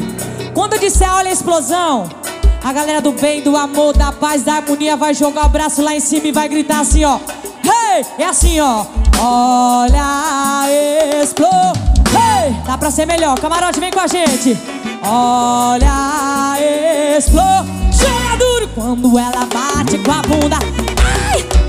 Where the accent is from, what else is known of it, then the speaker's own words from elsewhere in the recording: Mato Grosso do Sul, Brazil; são referências pra mim que vim lá do Mato Grosso do Sul. Caipira do meio do mato.